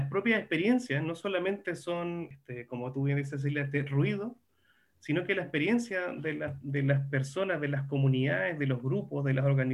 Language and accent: Spanish; southern Chile, Chile; Yo soy del sur de Chile, y nos encontramos en un lugar, estábamos en la playa mirando el mar